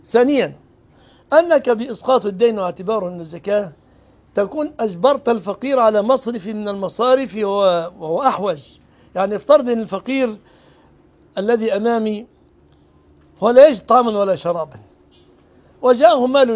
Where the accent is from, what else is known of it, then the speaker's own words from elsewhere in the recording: Egypt; ما فيش بلدنا مصر كلام عصيات